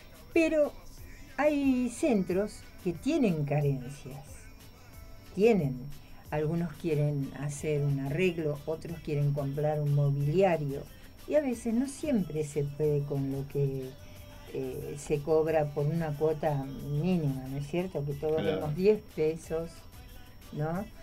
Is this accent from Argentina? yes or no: yes; Burzaco, Buenos Aires Province, Argentina; yo soy de Bursaco y uno conoce los negocios, el ámbito donde uno está, ¿no?